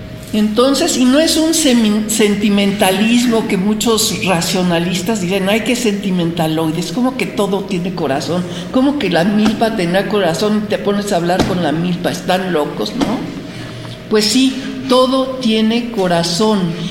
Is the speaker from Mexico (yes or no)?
yes; Mexico; esta cultura desconocida para la mayoría de los mexicanos, somos mexicanos.